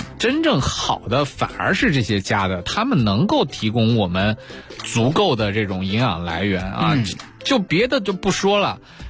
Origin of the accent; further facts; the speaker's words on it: China; 我们中国人长期以来其实一直以来就很少，或者说我们没有经历过那种化学物质对我们影响的这种向好的这种逐渐变化的这个过程。